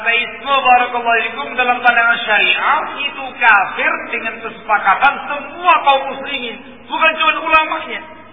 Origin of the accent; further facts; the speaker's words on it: East Java, Indonesia; Saya orang asli Jawa Timuran.